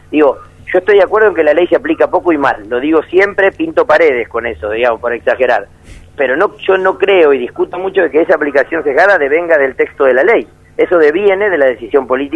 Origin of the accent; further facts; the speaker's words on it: Argentina; me dicen que soy el argentino que conocen que más quiere ser uruguayo